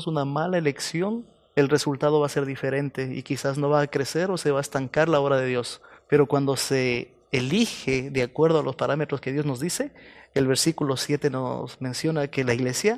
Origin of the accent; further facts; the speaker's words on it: Ecuador; now in Chile; yo soy de Ecuador, pero ya vivimos algún tiempo acá. En el 98 llegué a Chile y por la gracia de Dios ya son casi 20 años